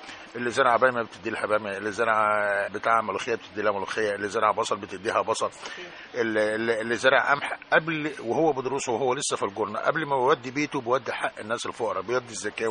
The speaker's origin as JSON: {"language": "Arabic", "country": "Egypt", "tie": "born or raised there", "said": "أنا عشت طفولتي كلها في الريف المصري، الريف الجميل"}